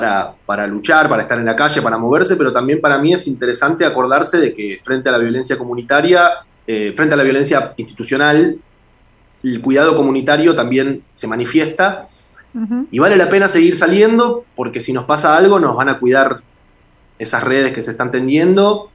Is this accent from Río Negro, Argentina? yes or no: no; Del Viso, Buenos Aires Province, Argentina; Además, yo crecí en Del Viso